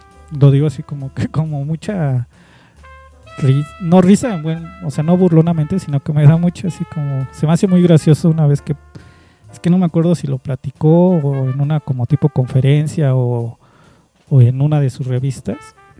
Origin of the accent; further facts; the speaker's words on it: Mexico; no quiero sonar mal pedo, pero como mexicana, ¿no?